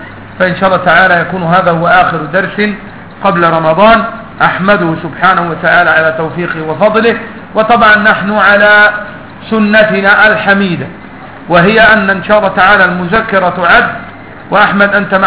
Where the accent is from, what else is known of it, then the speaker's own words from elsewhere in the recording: Upper Egypt, Egypt; أنا صعيدي مثلك.